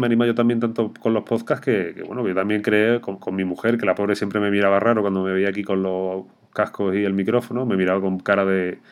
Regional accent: Andalusia, Spain; la cervecita típica, que tanto tú y yo que somos andaluces tanto nos gusta

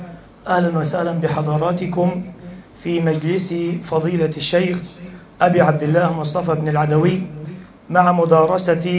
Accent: Sohag, Sohag Governorate, Egypt; أصل هناك عندنا في سوهاج مقام العارف بالله

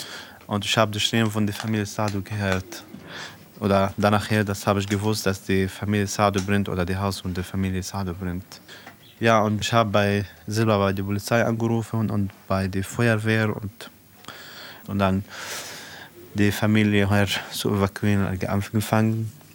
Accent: South Governorate, Lebanon; now in Germany; Ich komme aus Südlibanon, aus Libanon. Und ich wohne seit 5 Jahren hier in Deutschland mit meiner Familie, mit meinem Vater, Mutter und 6 Kindern.

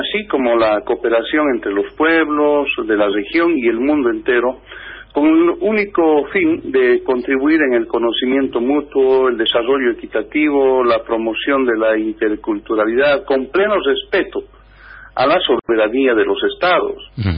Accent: Bolivia; nosotros como bolivianos no estamos de acuerdo

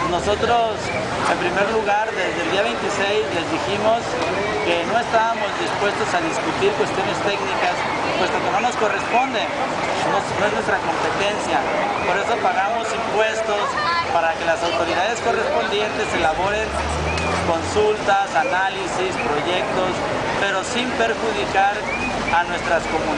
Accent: Temacapulín, Jalisco, Mexico; soy sacerdote de la diócesis de Guadalajara, actualmente doy mi servicio en el municipio de Zapopan, pero soy originario de Temacapulín

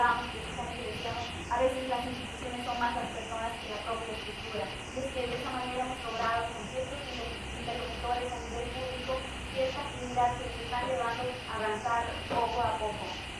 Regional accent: Bolivia; No tenemos que tener esa capacidad reactiva que hasta ahora hemos venido manejando como bolivianos

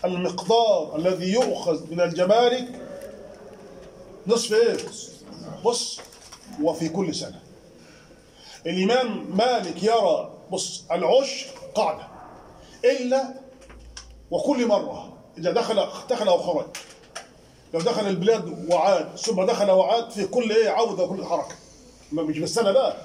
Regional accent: Egypt; من ذمه عندنا في مصر وينتقل به الى السعوديه

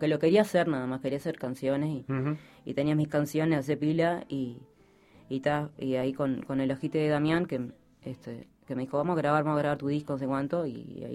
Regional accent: San José, Uruguay; moved away as an adult; porque soy de San José, cuando vine de San José, pero ya tenía 20

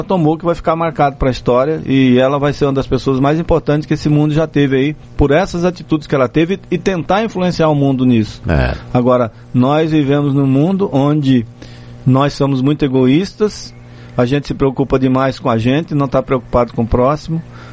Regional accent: Northeast Region, Brazil; eu prefiro ficar aqui na minha terra mesmo, no Nordeste.

